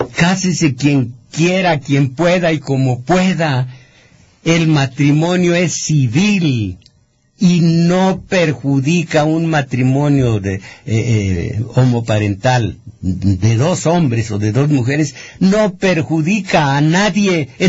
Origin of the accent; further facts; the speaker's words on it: Mexico; Todos somos mexicanos, todos somos iguales.